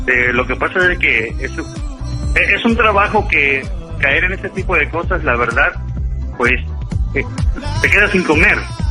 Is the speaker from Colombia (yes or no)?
no; Acapulco, Guerrero, Mexico; now in Manzanillo, Mexico; Soy de Acapulco, nada más que ya llevo 7 años que ya estoy radicando aquí en Manzanillo.